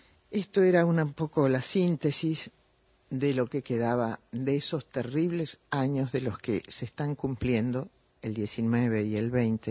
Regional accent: Argentina; Porque somos, los argentinos tenemos a veces memoria flaca

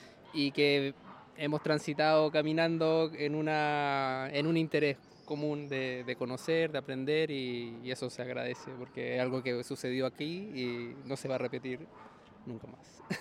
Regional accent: Chile; que yo soy de Chile, y eso los vendedores ambulantes en Chile lo usan para vender en los autobuses.

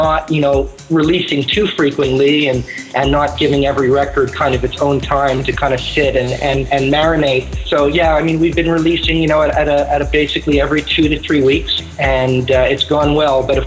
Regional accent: Montreal, Quebec, Canada; growing up in Montreal, we heard a lot of his music on Turbo Recordings, which was also based in Montreal. So that's the kind of sound that we were kind of growing up with and learning about.

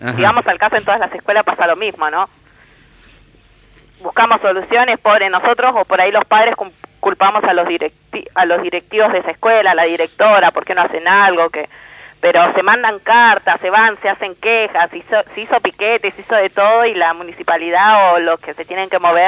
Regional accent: Las Catonas, Buenos Aires, Argentina; yo soy de Catonas, ¿no? complejo Las Catonas.

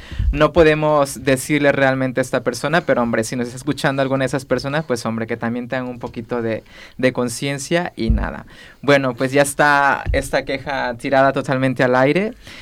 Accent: Mexico; Bueno, rolota, como yo soy mexicano, quiero decir que rolota es canción, música, ¿vale?

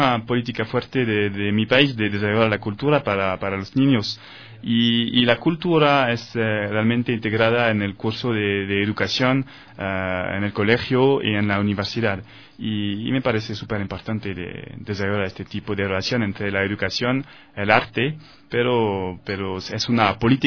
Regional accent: France; Spanish is a second language; now in Ecuador; promover la cultura ecuatoriana en mi país, en Francia, en París y otras ciudades de Francia.

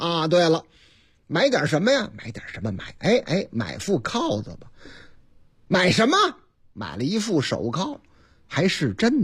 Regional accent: Henan, China; 甭管是什么吧，啊，河南的这个我老家的小吃嘛。

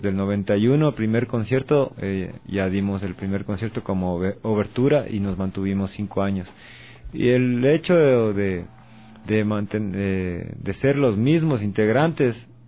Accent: Latacunga, Cotopaxi, Ecuador; now in Quito, Ecuador; Originalmente en mi ciudad natal, Atacunga, a finales de los 80

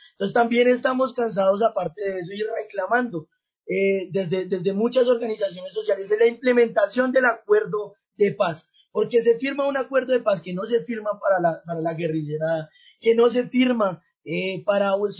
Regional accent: Colombia; Entonces nosotros como colombianos nos van a sumergir otra vez a una guerra

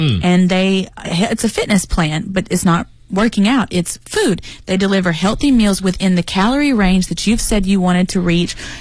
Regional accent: United States; I'm very American

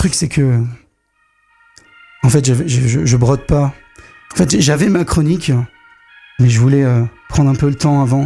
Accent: Grand Est, France; on n'est pas allemand, on est français, mais surtout on est lorrain, ouais

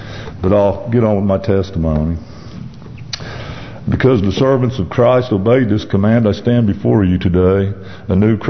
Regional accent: Tulsa, Oklahoma, United States; As he said … I'm from Tulsa, Oklahoma, and here to give my testimony.

